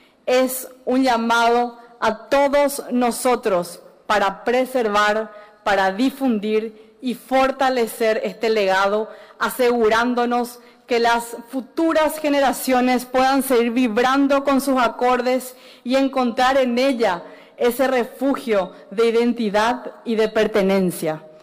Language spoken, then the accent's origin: Spanish; Paraguay; nuestro hermoso sentimiento de solidaridad como pueblo paraguayo